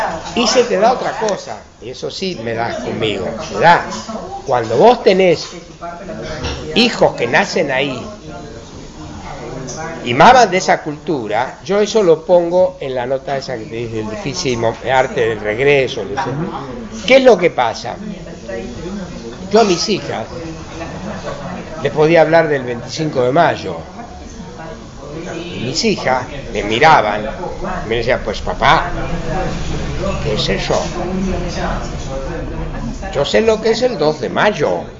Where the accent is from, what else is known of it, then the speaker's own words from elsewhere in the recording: Argentina; accent: Argentine; now in Spain; yo durante todos los años nunca perdí el acento, pero me empeñé en no perder el acento. Yo seguía hablando en argentino.